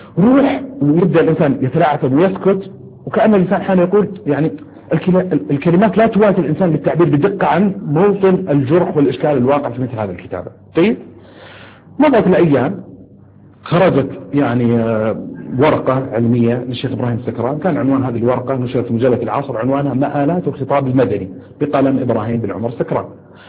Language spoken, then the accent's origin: Arabic; Saudi Arabia; أحد الظواهر تشكلت عندنا في السعودية ثورة الأسهم